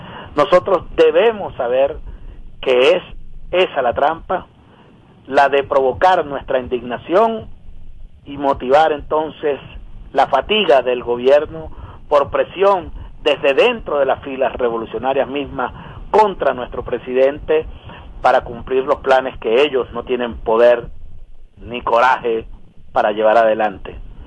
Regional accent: Venezuela; la verdadera necesidad nuestra como venezolanas y venezolanos

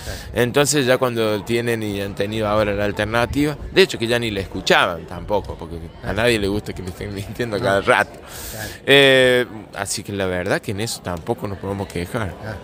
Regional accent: San Francisco Chañar, Córdoba, Argentina; yo he venido acá a compartir y a contar la historia de nuestro pueblo y de nuestro pago, allá en el norte profundo de Córdoba.

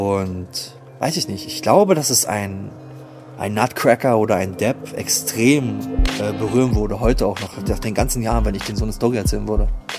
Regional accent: Germany; Ich bin aus Deutschland, ich will bei dir Platten bestellen. Unsere ganzen Kumpels in unserer Stadt wollen diese Platten.

